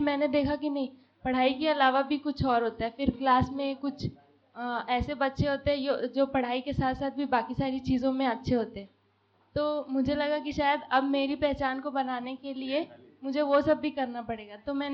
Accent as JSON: {"language": "Hindi", "town": "Bargarh", "region": "Odisha", "country": "India", "moved": "as an adult", "said": "और मैं बरगढ़ से हूँ, ओडिशा से। और अभी मुझे यहाँ शिफ्ट हुए 4 महीने के आसपास होने वाले हैं। अभी मैं ही शिफ्ट हुई हूँ, मेरी फैमिली शिफ्ट नहीं हुई है, पर उनकी सहमति है।"}